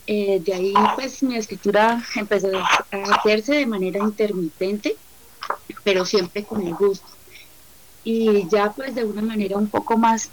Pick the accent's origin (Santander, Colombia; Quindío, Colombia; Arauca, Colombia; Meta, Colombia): Santander, Colombia; Yo soy santandereana, resido en Santander, en este momento pues estoy en Barbosa.